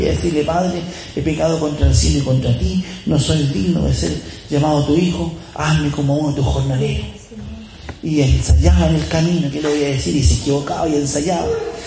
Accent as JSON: {"language": "Spanish", "country": "Chile", "said": "Estoy puro tonteando, como decimos un chileno"}